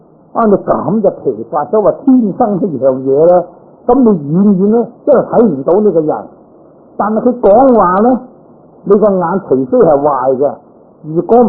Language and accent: Cantonese; China; 咁我哋中國人咧就叫做黃，其實都唔算黃啦